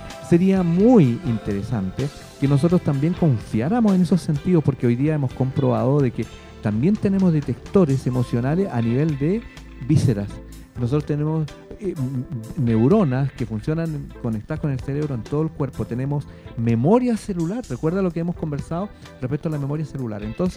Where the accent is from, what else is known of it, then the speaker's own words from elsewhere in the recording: Valdivia, Los Ríos, Chile; yo soy de Valdivia.